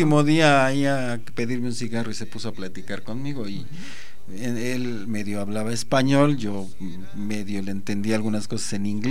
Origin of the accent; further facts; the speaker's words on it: Mexico; como mexicanos hemos criticado o de ¿cómo se podría decir?